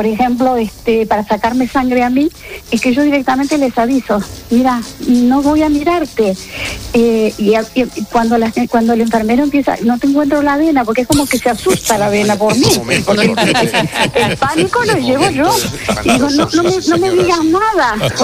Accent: Argentina; yo soy de Argentina

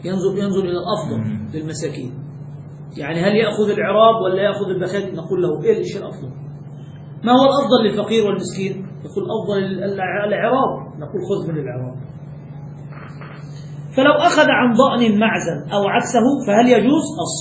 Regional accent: Egypt; الجاموس هذا من عندنا، فهذا كثير عندنا في مصر

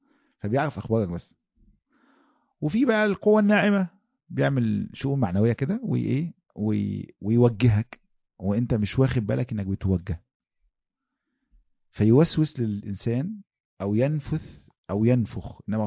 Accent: Egypt; واحنا عندنا في مصر يعني اللمز ده من الحاجات اللي يعني معروف يعني

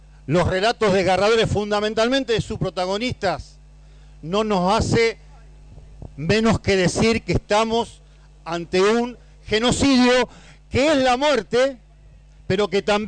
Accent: Santa Fe, Argentina; Yo vengo de una provincia de Santa Fe donde reina el socialismo, compañero.

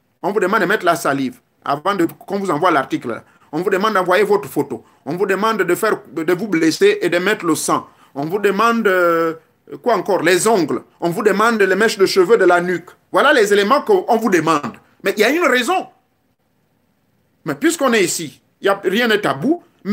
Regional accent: Gabon; chez moi au Gabon

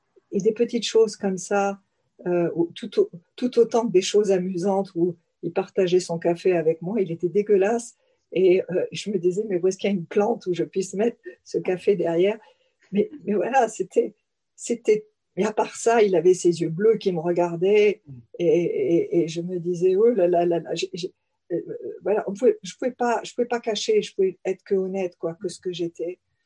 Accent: France; accent: French; en français, ne serait-ce que pour écouter mon accent français

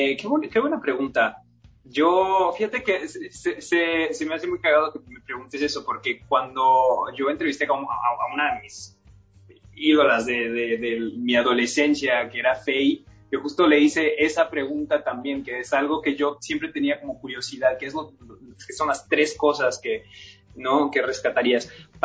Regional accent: Mexico; now in Canada; yo salí de México para buscar esas oportunidades del mundo de Hollywood aquí en Canadá

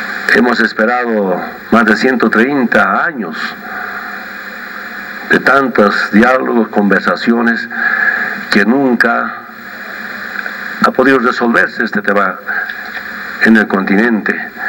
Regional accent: Bolivia; es un paso importante que damos como bolivianos

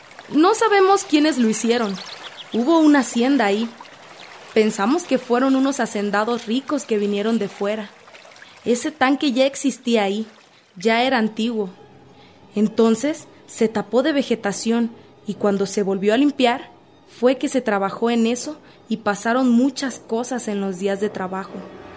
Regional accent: Acatlán, Mexico; nosotros como originarios que somos de Acatlán, nuestra originalidad de años

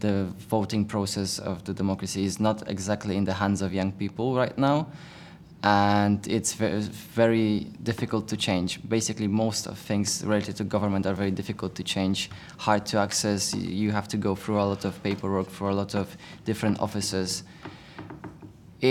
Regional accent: Poland; I'm from Poland.

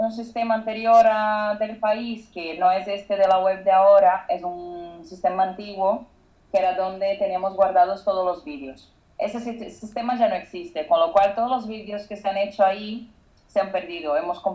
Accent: Brazil; Spanish is a second language; Perdona por mi castellano, es que soy brasileña, entonces me cuesta

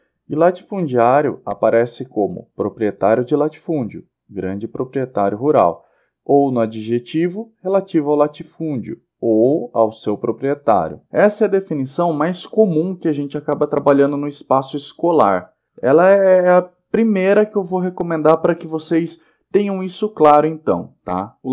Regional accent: Sorocaba, São Paulo, Brazil; Vale lembrar nós, que somos aqui da região de Sorocaba, das cidades vizinhas, Piedade e Salto

